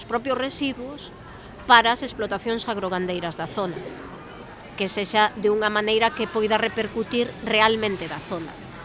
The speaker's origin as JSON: {"language": "Galician", "town": "Xunqueira", "region": "Galicia", "country": "Spain", "tie": "born there", "said": "Eu vivo cerca, nacín en Xunqueira, quérolle ao sitio"}